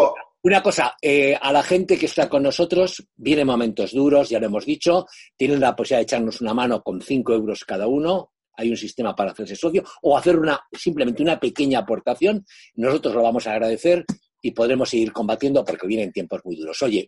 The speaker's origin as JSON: {"language": "Spanish", "country": "Spain", "said": "el problema para nosotros como españoles, como España, está"}